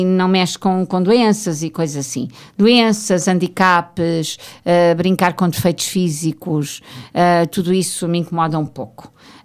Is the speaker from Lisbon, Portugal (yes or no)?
yes; Ericeira, Lisbon, Portugal; Eu chegar à Ericeira, que foi um sítio onde eu cresci, onde meus pais tinham casa de férias